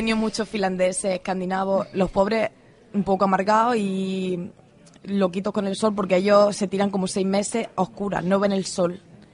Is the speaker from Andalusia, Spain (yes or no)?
yes; Andalusia, Spain; porque yo mi tierra la adoro, pero Andalucía...